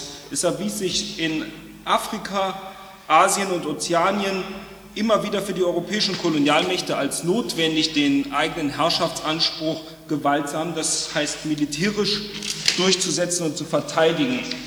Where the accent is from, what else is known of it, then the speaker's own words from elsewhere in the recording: Düsseldorf, North Rhine-Westphalia, Germany; Das Denkmal, das Sie dort oben an die Wand geworfen sehen, steht in meiner Heimatstadt Düsseldorf am Rand eines großen Platzes.